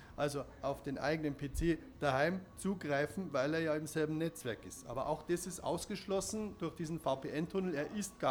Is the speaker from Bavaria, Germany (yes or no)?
yes; Munich, Bavaria, Germany; Also als Münchner